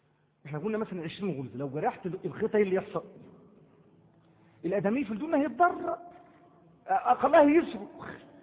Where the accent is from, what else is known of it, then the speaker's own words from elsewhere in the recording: Egypt; عندما يدخل عندنا في مصر